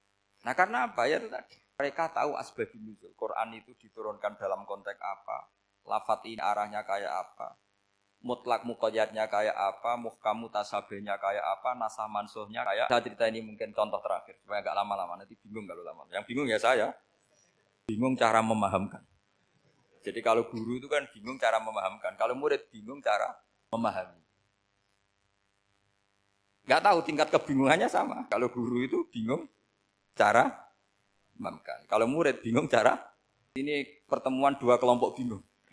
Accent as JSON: {"language": "Indonesian", "town": "Rembang", "region": "Central Java", "country": "Indonesia", "said": "saya orang Rembang."}